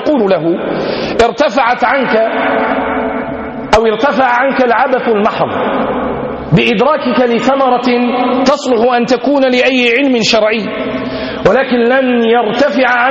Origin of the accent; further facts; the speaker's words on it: Tlemcen, Tlemcen Province, Algeria; من علماء بلدتنا، من علماء بلادنا الجزائر